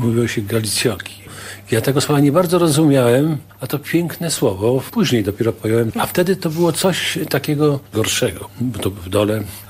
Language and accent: Polish; Sandomierz, Świętokrzyskie Voivodeship, Poland; also born or lived in Stary Sącz; To co prawda nie urodziłem się w Sandomierzu, natomiast w Starym Sączu, bo to z kolei są strony mojego ojca. Ale niemniej jednak dzieciństwo w zasadzie to takie już świadome tam przebiegało.